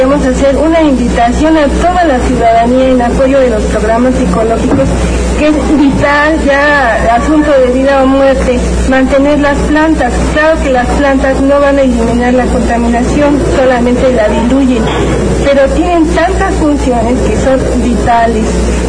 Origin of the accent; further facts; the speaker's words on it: Mexico City, Mexico; born there; Yo nací aquí en México y ya tengo 50 años, y cuando nací y era chica